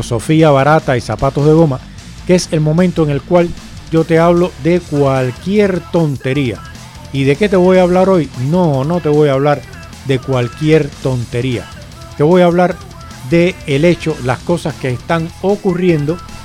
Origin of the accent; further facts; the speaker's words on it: Cuba; Yo soy nacionalizado español, pero yo siempre, cuando a mí me preguntan, lo primero que digo es que soy cubano. Cuando es para trámites oficiales, sí soy español.